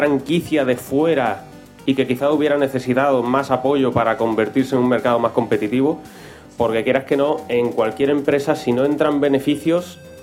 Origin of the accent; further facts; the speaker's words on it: Spain; sabemos cómo somos los españoles.